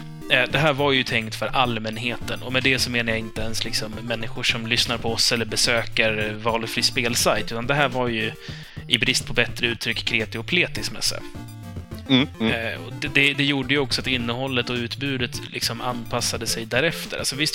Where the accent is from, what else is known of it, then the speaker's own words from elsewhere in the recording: Iran; now in Sweden; Så, nej, jag är iranier.